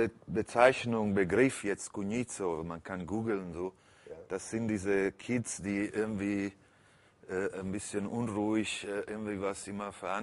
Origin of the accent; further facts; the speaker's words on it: Naples, Campania, Italy; German is a second language; Also ich bin als quasi Halbwaise im Heim aufgewachsen, war viel auf der Straße. Ich bin ein klassisches Cognizzo in Neapel.